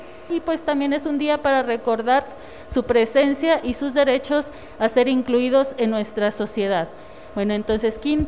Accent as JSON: {"language": "Spanish", "region": "Oaxaca", "country": "Mexico", "said": "como oaxaqueñas, oaxaqueños, sabemos que hoy se conmemora el natalicio"}